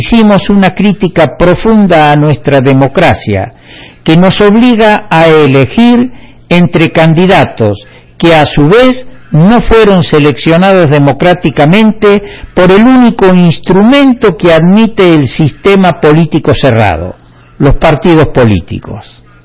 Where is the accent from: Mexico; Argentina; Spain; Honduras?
Argentina; Somos conscientes los argentinos que en las competencias debiera ganar el mejor y no esperar ver perder al peor.